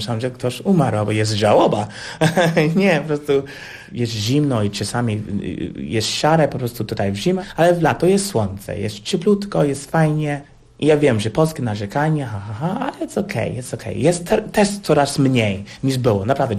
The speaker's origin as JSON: {"language": "Polish", "country": "United States", "second_language": "Polish", "said": "U nas w Stanach jest tak, że mamy program muzyczny normalny w szkołach, na szkoła publiczna"}